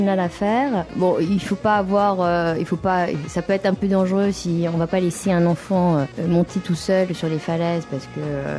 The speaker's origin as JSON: {"language": "French", "region": "Normandy", "country": "France", "tie": "born or raised there", "said": "Je peux dire que je suis normande, oui, même si je suis pas née là, je suis de culture normande."}